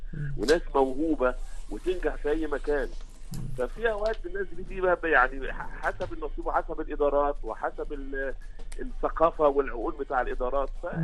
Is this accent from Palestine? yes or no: no; Egypt; هو عندنا في مصر، هو عندنا المقوله دي في مصر